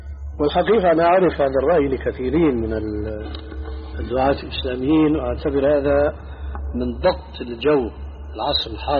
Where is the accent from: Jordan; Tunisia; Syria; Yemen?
Syria; Levant; كما يقولون عندنا بالشام خليط مليط